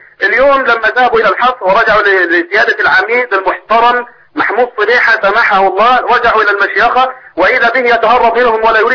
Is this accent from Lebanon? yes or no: no; Egypt; لا زالت هذه السياسه القاذره عندنا في مصر